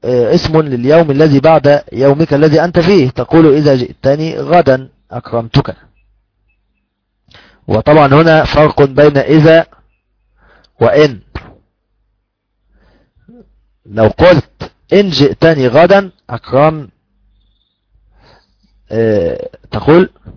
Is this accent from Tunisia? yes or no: no; Upper Egypt, Egypt; وأيضا عندنا في الصعيد يقولون عشي